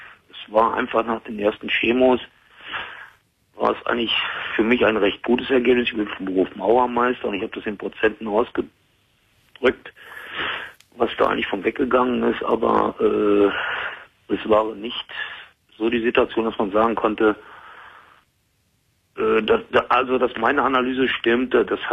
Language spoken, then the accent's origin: German; North Rhine-Westphalia, Germany; Ich bin gebürtig aus Westfalen, bin aber mittlerweile seit 40 Jahren in Hessen